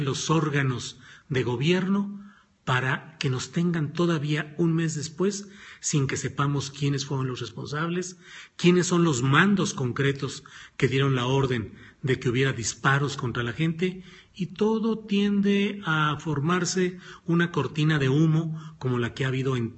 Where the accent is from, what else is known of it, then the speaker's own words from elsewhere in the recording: Mexico; a mí esas comparaciones realmente me dan pena como mexicano.